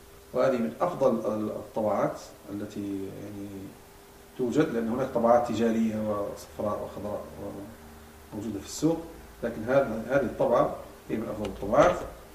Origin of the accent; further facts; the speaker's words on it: Morocco; عندنا في المغرب الأقصى